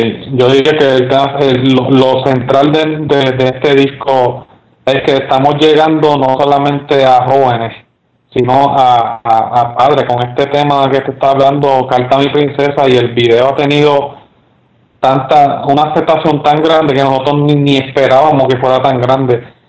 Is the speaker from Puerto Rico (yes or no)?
yes; Puerto Rico; also born or lived in United States; yo me crié en Puerto Rico y en Estados Unidos, pues el joven se cría bien diferente